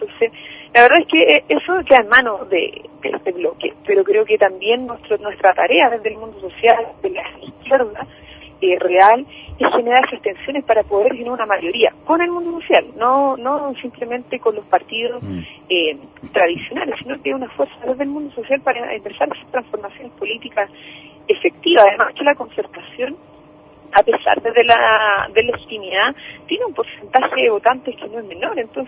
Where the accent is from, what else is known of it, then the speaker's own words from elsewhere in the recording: Chile; nosotros nos queda como chilenos en chilena, como en nuestro largo territorio nacional